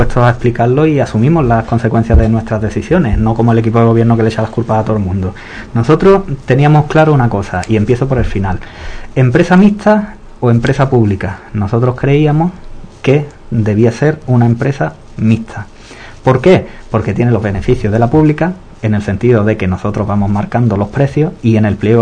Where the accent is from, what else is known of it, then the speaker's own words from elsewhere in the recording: Spain; nosotros somos españoles también